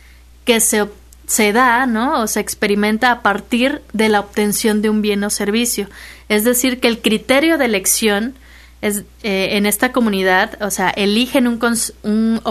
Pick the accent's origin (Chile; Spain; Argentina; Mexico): Mexico; Minatitlán, Veracruz; Yo soy de Minatitlán, entonces una parte que justifica, pues, el estudio es también la preocupación del estado del medio ambiente.